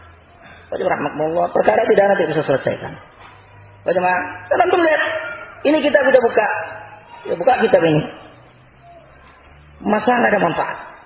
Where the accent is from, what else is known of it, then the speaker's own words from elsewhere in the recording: West Sumatra, Indonesia; Ada pepatah orang saya, orang Minang.